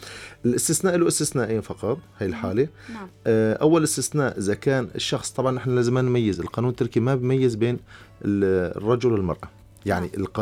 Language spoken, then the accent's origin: Arabic; Syria; مثل ما عندنا في سوريا بالمحكمة ممكن شخص يوكل محامي